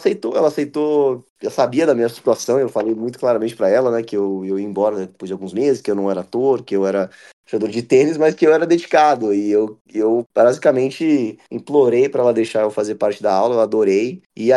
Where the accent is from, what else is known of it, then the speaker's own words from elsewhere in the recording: Campinas, São Paulo, Brazil; Aí foi quando eu nasci. E aí, enfim, eu cresci, me formei em Campinas.